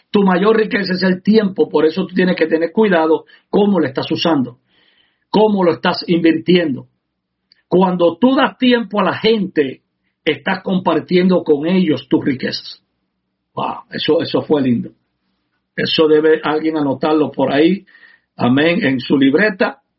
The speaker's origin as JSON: {"language": "Spanish", "country": "Puerto Rico", "said": "como los puertorriqueños cuando comemos arroz, que siempre queremos la parte de abajo"}